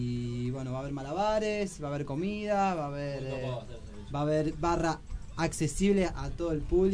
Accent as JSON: {"language": "Spanish", "town": "Merlo", "region": "Buenos Aires Province", "country": "Argentina", "said": "Sí, todo somos todos de Merlo."}